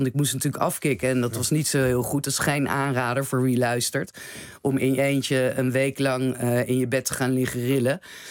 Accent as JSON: {"language": "Dutch", "town": "The Hague", "region": "South Holland", "country": "Netherlands", "said": "want ik ben een Haagse dame."}